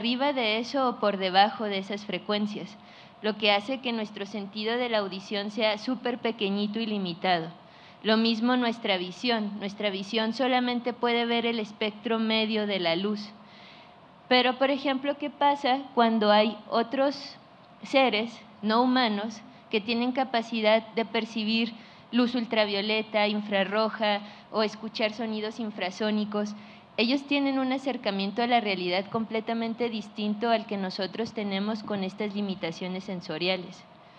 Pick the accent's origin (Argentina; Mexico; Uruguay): Mexico; Lo nómada es porque pues somos de México, pero realmente pues nos la pasamos un poco aquí y allá